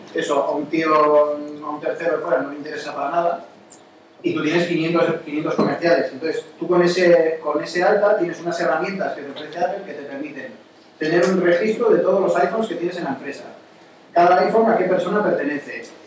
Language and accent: Spanish; Spain; como soy español, no quiero pagar los impuestos que pagarías en Estados Unidos, porque ya declararé mis impuestos aquí